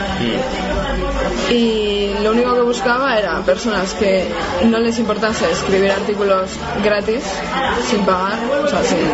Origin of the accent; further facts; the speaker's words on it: Bilbao, Basque Country, Spain; como soy de Bilbao, pues voy a hacer una revista de literatura.